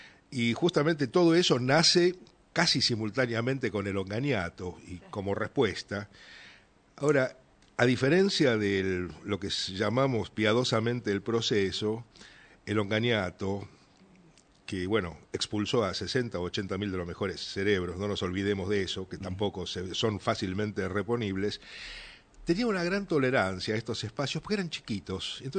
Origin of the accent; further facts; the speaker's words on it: Argentina; Y como somos los argentinos, cuando uno pone una cancha de paddle, brotan como mil flores las canchas de paddle